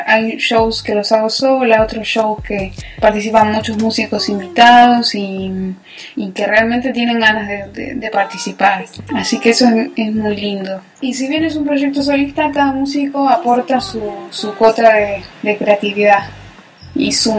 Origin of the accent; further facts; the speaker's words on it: Merlo, Buenos Aires Province, Argentina; now in Buenos Aires, Argentina; Yo nací en zona oeste, en Merlo. Viví ahí muchos años y ahora vivo acá, en Capital.